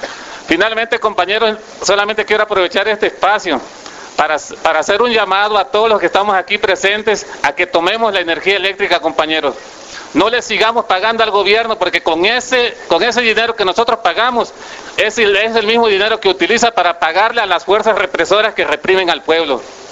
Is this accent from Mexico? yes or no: yes; Mexico; a nosotros que somos mexicanos, que somos los dueños